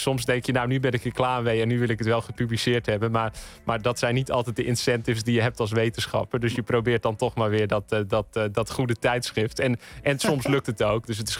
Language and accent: Dutch; Elburg, Gelderland, Netherlands; ik ben zelf opgegroeid in Elburg. Dat is op de Veluwe.